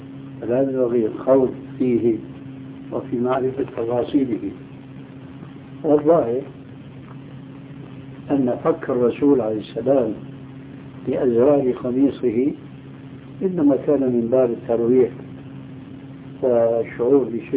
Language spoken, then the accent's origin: Arabic; Syria; يضرب المثل لبعض الناس عندنا في سوريا